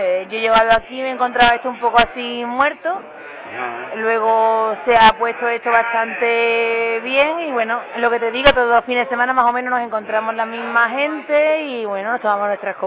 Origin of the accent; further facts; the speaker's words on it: Gerena, Andalusia, Spain; Que es mi pueblo, que me gusta cómo es la gente